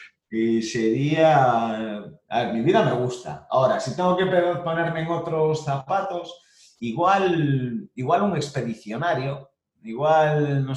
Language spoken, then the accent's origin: Spanish; Cayón, Cantabria, Spain; also born or lived in La Coruña; llevo en Cayón, no, nací en La Coruña, pero mis primeros años viví en Cayón, he estado allí en la playa siempre que estaba en La Coruña. Ahora he vuelto